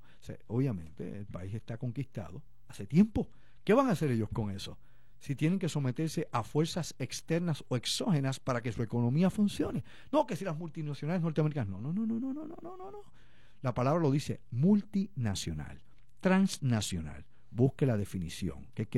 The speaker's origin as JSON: {"language": "Spanish", "country": "Puerto Rico", "said": "como puertorriqueño en Puerto Rico"}